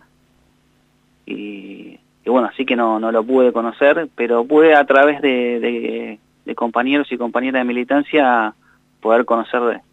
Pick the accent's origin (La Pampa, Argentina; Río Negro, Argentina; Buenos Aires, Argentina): Río Negro, Argentina; Cinco Saltos; born there; Yo nací en Río Negro, en Cinco Saltos